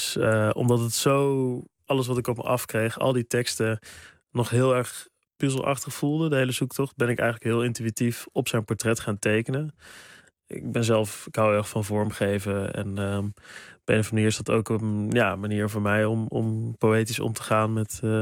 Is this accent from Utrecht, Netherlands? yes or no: no; Sprang-Capelle, North Brabant, Netherlands; ik kom uit Brabant. Ik kom uit Sprangkapelle, klein dorpje.